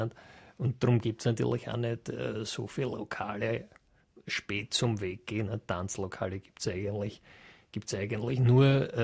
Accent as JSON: {"language": "German", "town": "Cologne", "region": "North Rhine-Westphalia", "country": "Germany", "said": "ich habe damals gearbeitet in Vorarlberg und ich war auf Saison als Kölnerin"}